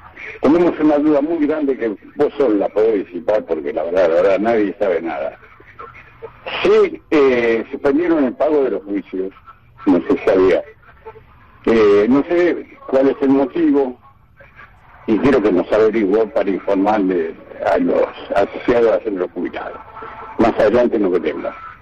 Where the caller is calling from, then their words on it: Vicente López, Buenos Aires Province, Argentina; soy de Vicente López